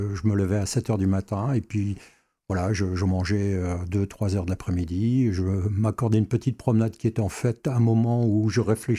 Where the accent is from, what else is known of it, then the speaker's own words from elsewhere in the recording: Metz, Grand Est, France; dans ma jeunesse, je jouais du côté du fort de Saint-Julien, puisque je suis originaire de Metz.